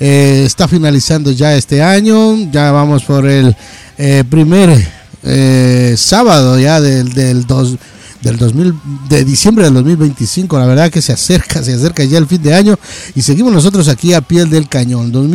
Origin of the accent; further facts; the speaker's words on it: Ecuador; y allá en mi tierra querida, Ecuador